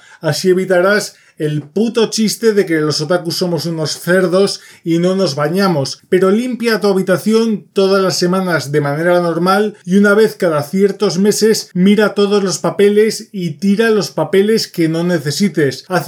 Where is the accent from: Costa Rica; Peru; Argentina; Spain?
Spain; Soy español y los calcetines se ponen de una manera